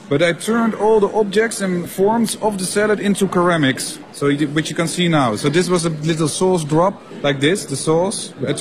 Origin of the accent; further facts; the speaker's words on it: Netherlands; English is a second language; now in China; I'm from Holland.